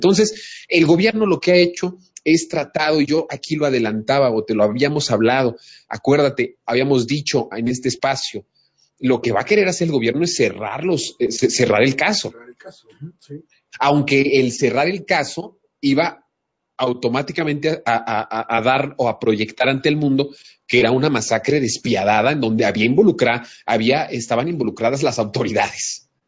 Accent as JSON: {"language": "Spanish", "country": "Mexico", "said": "como ciudadanos, como mexicanos, con nuestra propia identidad entre nosotros mismos"}